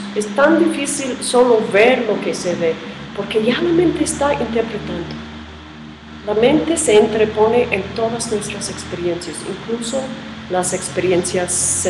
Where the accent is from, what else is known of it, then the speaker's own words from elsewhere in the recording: New York, United States; Yo, perdona, pero soy de Nueva York y pueden decir cualquier otra cosa.